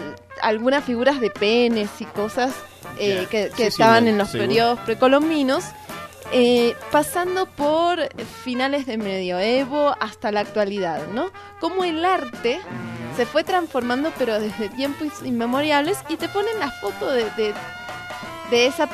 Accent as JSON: {"language": "Spanish", "country": "Argentina", "said": "Se pegan hasta con boligoma, diríamos, en mi país. Que solamente la gente argentina me acaba de entender."}